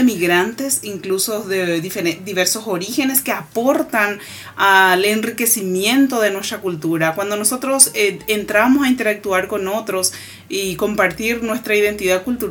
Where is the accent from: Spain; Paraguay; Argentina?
Paraguay; los valores culturales que nosotros tenemos como paraguayos, nuestra paraguayidad, como decimos normalmente nosotros.